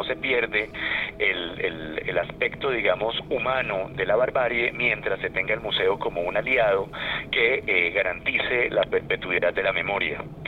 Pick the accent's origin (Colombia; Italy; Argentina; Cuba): Colombia; como colombiano, he tratado también de hacer ese puente, ese vínculo.